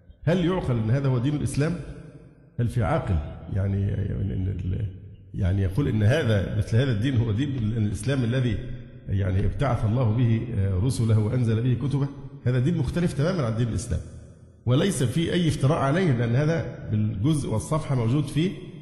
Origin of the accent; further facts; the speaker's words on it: Egypt; فما يحصل عندنا في مصر من عبادة الأضرحة طواف حولها